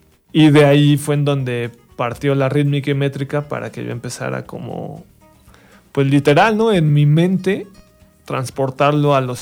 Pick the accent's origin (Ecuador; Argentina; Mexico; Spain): Mexico; No, soy mexicano. O sea, me gusta ser mexicano, me gusta México.